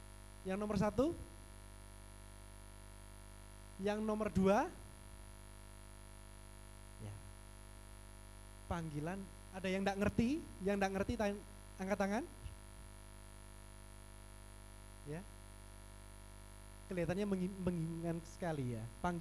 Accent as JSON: {"language": "Indonesian", "town": "Surabaya", "region": "East Java", "country": "Indonesia", "said": "saya sungguh bersuka cita bisa berada di Makassar. Saya asal dari Surabaya"}